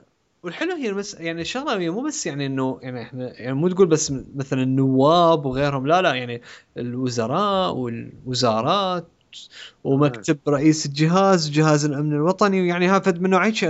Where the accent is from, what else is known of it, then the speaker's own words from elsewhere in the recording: Iraq; بالعراق احنا عندنا بالعراق